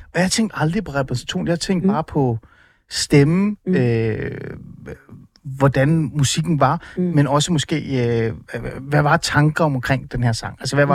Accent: Ålsgård, Capital Region of Denmark, Denmark; Jeg tror jeg voksede op i Ålsgård, Nordsjælland.

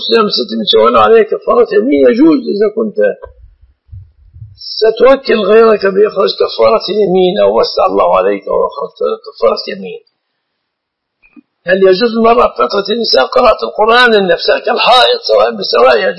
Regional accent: Egypt; أكثر المسلمين عندنا في مصر جهلة

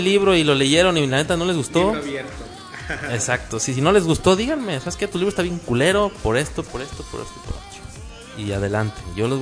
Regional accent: Guadalajara, Jalisco, Mexico; Yo soy del barrio de Talpita, soy tapatío y la neta venimos de barrio

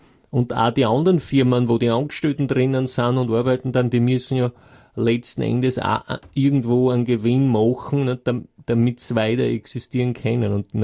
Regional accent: Graz, Styria, Austria; Ich meine, ich komme ja aus der Gegend, von dort, für mich war es kein Problem

